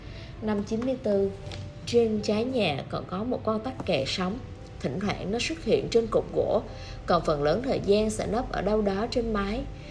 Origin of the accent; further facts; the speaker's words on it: Haiphong, Vietnam; Quê nội tôi ở Yên Bái. Tôi sinh ra và lớn lên ở Hải Phòng. Mỗi mùa hè, bố đưa tôi về quê bằng tàu hỏa và chúng tôi thường dừng ở Hà Nội nửa ngày.